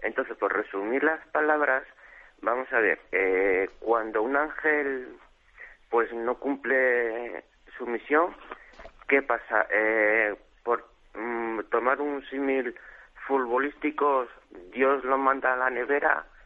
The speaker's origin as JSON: {"language": "Spanish", "town": "Móstoles", "region": "Community of Madrid", "country": "Spain", "lives_now": "Puente Genil, Spain", "said": "estoy aquí en Puente Genil, pero soy de Móstoles."}